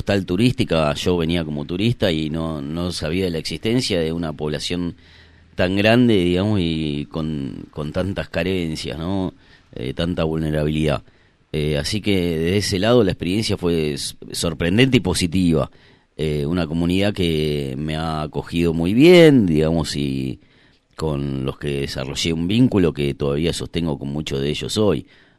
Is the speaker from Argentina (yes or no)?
yes; Buenos Aires, Argentina; born there; Yo nací en Capital Federal, en un barrio muy lindo de Capital, que se llama Villa Urquiza, donde era bastante residencial. Eso se terminó, o sea, hoy cada vez que vuelvo cada vez hay más edificios, como que construyeron un barrio sobre el otro, desapareció completamente. Y bueno, vine a Bariloche